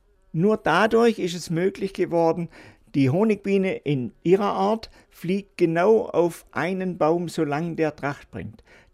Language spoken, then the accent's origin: German; Baden-Württemberg, Germany; weil ich komme aus dem Schwarzwald